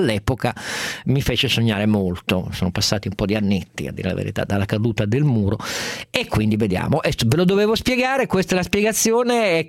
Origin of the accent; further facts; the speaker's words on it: Piedmont, Italy; perché io lo ammetto, in quanto piemontese, sono abbastanza attento da anni alla vicenda dei conti sanitari della mia regione